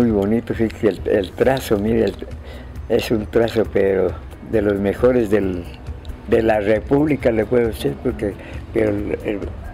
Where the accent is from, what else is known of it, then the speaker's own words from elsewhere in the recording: San Mateo Ixtatán, Huehuetenango, Guatemala; born there; yo desde cuando estaba en San Mateo, yo nací en San Mateo y Satán, en San Mateo ahí estaba mi papá de telegrafista. A la edad de 8 años me envió a Huehuetenango, fui a estudiar.